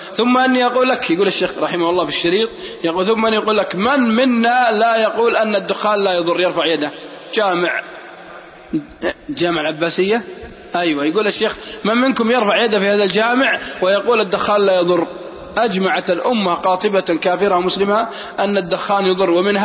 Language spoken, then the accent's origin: Arabic; Al-Qassim, Saudi Arabia; والله أني أعرف ناس عندنا في القصيم